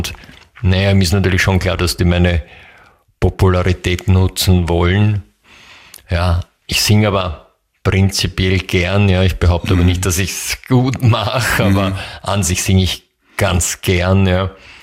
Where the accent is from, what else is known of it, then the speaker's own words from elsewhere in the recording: Czechia; German is a second language; Und das Sprichwort gibt es auch bei uns in Tschechien.